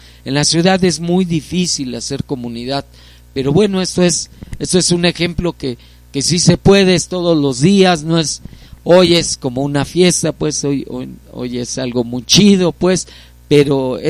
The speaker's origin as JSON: {"language": "Spanish", "town": "Iztapalapa", "region": "Mexico City", "country": "Mexico", "tie": "born or raised there", "said": "Sí, algunos somos originarios de Iztapalapa, uh-huh. O sea, sé que nacimos acá."}